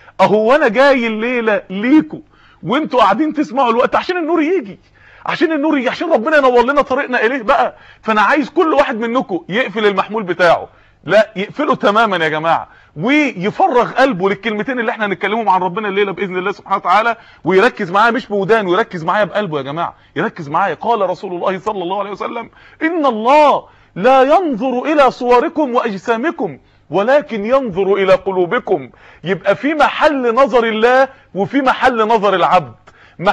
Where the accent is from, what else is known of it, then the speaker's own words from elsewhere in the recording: Mansoura, Dakahlia, Egypt; في بعض الناس يعني عندنا في المنصورة